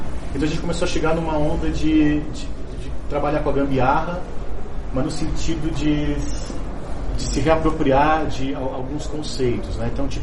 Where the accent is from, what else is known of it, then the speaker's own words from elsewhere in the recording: Santo André, São Paulo, Brazil; eu sou de Santo André